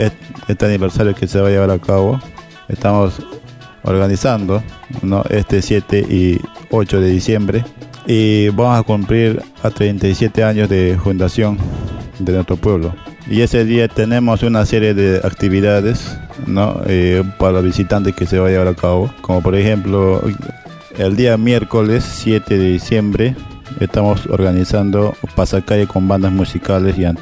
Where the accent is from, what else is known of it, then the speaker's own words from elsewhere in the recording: Madre de Dios, Peru; Nuestra comunidad está ubicada en la provincia de Manu, en el distrito Madre de Dios. Somos del pueblo de Arajumbut. Es una de las comunidades más grandes de Madre de Dios que está colindando con la Reserva Comunal de Maracaibo.